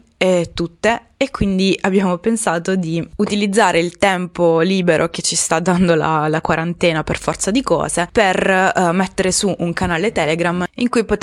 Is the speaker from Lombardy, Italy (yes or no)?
no; Apulia, Italy; now in Bologna, Italy; ero in chat con i miei amici del mio paese d'origine, perché sono pugliese, anche se vivo a Bologna da 4 anni oramai.